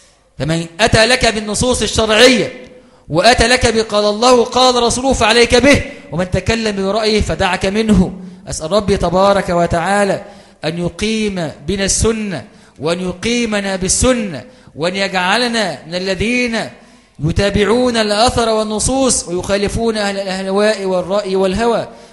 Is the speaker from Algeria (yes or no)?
no; Egypt; التي أصابت بلادنا مصر في هذه الأيام